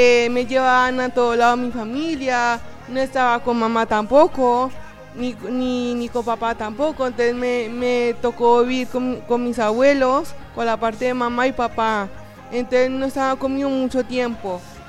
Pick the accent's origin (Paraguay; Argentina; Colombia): Colombia; Bogotá; soy de Colombia, Bogotá.